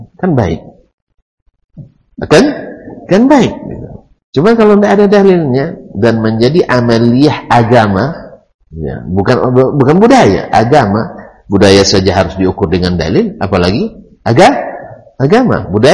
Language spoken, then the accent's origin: Indonesian; Riau, Indonesia; Bukan, saya asli Ocunya. Ultes DNA-nya. Ya. DNA asli Ocu.